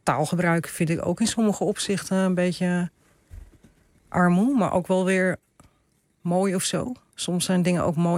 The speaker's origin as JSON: {"language": "Dutch", "town": "Amsterdam", "region": "North Holland", "country": "Netherlands", "tie": "born or raised there", "also_born_or_lived": "Purmerend", "said": "Ik ben opgegroeid voor een deel in Purmerend. En na de scheiding van mijn ouders ben ik opgegroeid in Amsterdam-Oost."}